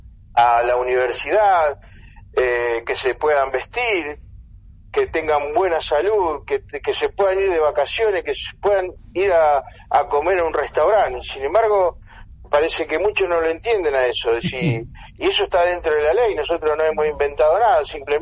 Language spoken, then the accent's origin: Spanish; Rosario, Santa Fe, Argentina; yo soy de Rosario.